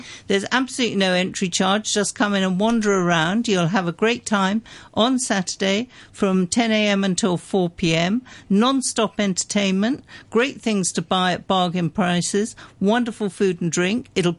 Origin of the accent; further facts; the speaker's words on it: Hong Kong; I come from Hong Kong